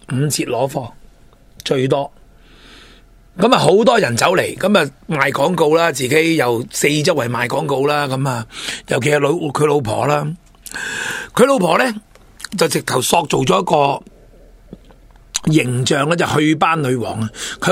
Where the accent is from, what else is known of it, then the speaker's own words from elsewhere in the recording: Hong Kong; 亦即系我哋香港人好兴讲嘅老鼠会